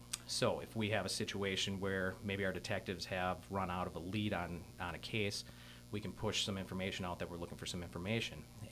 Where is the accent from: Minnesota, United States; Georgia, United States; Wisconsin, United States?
Wisconsin, United States; I'm actually very fortunate to be born and raised in Manitowoc County. My family has a very deep heritage here.